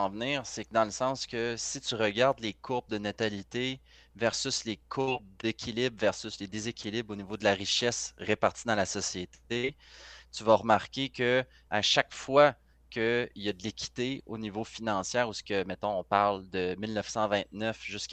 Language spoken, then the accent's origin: French; Canada; une majorité supporte de s'appauvrir en tant que Canadien